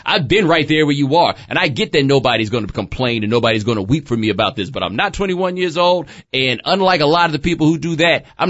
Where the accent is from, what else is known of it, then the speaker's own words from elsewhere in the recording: Texas, United States; Yes, I'm from Texas.